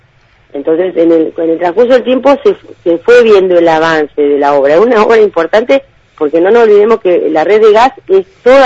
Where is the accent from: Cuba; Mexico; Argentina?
Argentina; Viedma, Río Negro; todos los que somos de Viedma, histórico de acá de Viedma